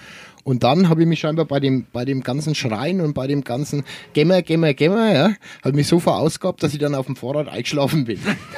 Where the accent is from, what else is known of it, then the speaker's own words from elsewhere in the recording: Bavaria, Germany; Eben, ich bin ja Franke.